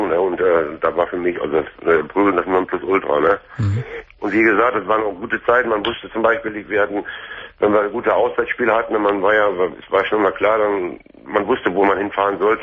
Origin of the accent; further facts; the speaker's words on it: Duisburg, North Rhine-Westphalia, Germany; das ist ein Männerwohnheim hier in Essen, wo ich jetzt momentan wohne. Ich komme eigentlich aus Duisburg, bin aber nach Essen gezogen.